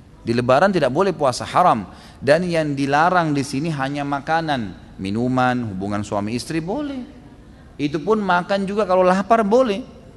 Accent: Gunung Kidul, Special Region of Yogyakarta, Indonesia; Di kampung daerah saya di Gunung Kidul banyak sekali kasus bunuh diri dengan gantung diri.

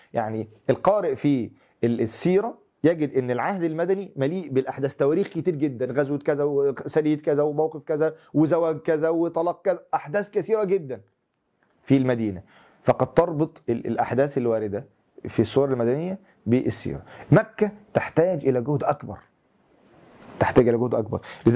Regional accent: Syria; تخيل يعني في بلادنا سوريا الحبيبة وما تعاني من قضايا ومشاكل وابتلاءات

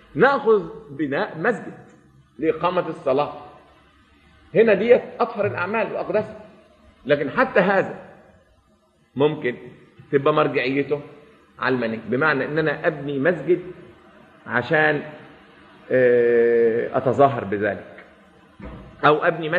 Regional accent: Alexandria, Alexandria Governorate, Egypt; وأنا يعني من نشأت في مدينة الإسكندرية قبل أن تنحط وتصبح مدينة حديثة

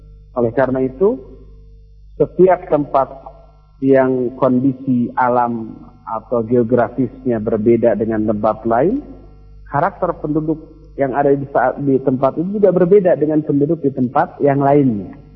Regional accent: Bandung, West Java, Indonesia; Coba lihat, kita orang Bandung di sini, rata-rata kesannya lembut, lunak, lelei, begitu ya.

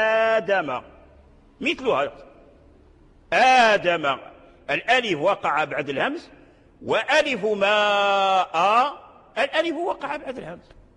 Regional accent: Morocco; من الأئمة والعلماء عندنا في المغرب كذلك لهم تعاريف

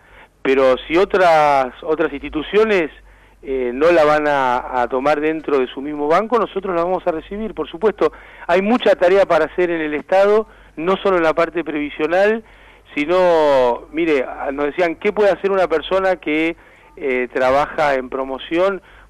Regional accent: Mar del Plata, Buenos Aires Province, Argentina; moved away as an adult; Yo soy de Mar del Plata.

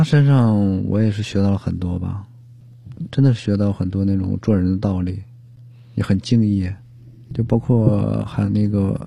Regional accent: Liaoning, China; 我是辽宁人，但是辽宁近这么多年吧，

